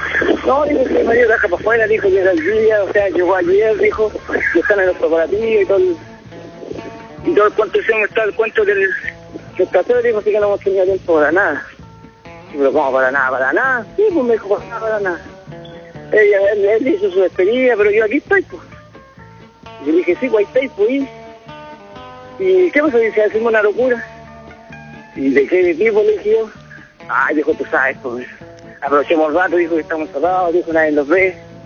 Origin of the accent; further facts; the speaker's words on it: Chile; Así que como buen chileno, no afronté, no vamos.